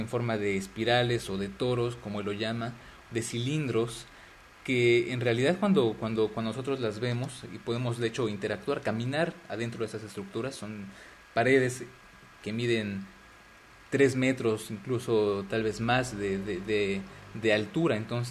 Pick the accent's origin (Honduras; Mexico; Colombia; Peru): Mexico; now in Paris, France; Yo soy mexicano, pero bueno, vivo en París actualmente por razones de estudio y de trabajo.